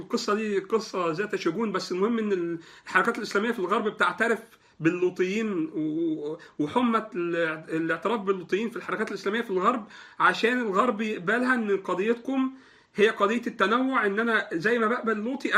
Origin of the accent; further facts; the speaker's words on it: Egypt; الكوتا في مجلس الشعب عندنا في مصر